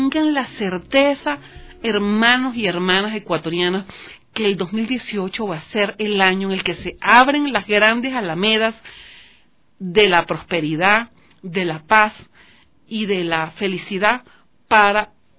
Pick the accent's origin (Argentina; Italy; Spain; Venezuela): Venezuela; Nosotros los venezolanos somos un pueblo valiente